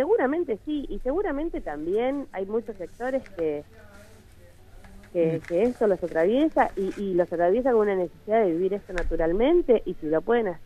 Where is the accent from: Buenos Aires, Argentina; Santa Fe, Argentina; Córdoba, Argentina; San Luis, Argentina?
Buenos Aires, Argentina; nosotros somos la mayoría de Capital, de Capital Federal